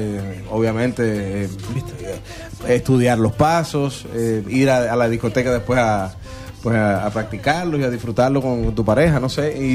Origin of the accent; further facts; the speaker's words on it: Argentina; bueno, vengo de Argentina y ni sabía